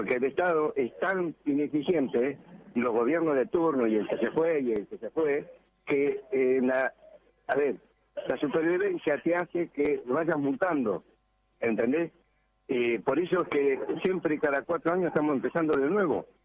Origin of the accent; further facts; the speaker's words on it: Argentina; por lo menos en mi país, en Argentina, que la amo